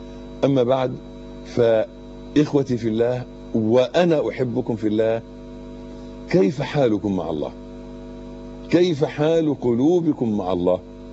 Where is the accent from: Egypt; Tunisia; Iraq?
Egypt; ده بالنسبة لنا احنا كمصريين مشكلة اكبر، يعني لازم نفهمها كلنا كمصريين